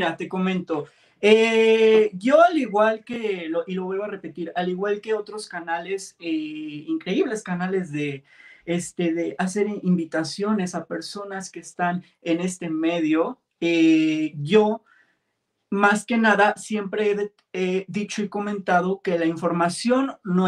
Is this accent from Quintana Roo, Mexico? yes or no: no; Mexico City, Mexico; yo soy un chico originario de la Ciudad de México. Soy un streamer mexicano